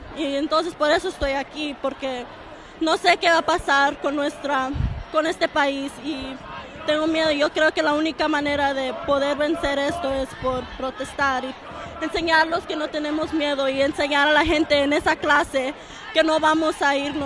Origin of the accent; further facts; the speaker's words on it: Mexico; now in United States; yo soy la única mexicana en esa clase